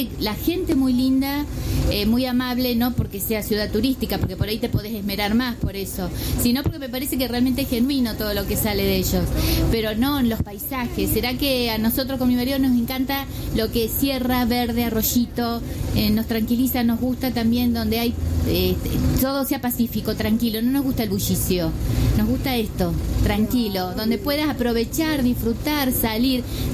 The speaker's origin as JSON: {"language": "Spanish", "region": "Santa Fe", "country": "Argentina", "said": "de Ciudad de Santa Fe, provincia de Santa Fe, Ciudad de Santa Fe, capital."}